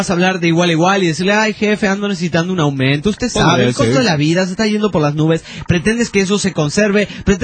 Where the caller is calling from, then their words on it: Veracruz, Mexico; Soy de Veracruz, México.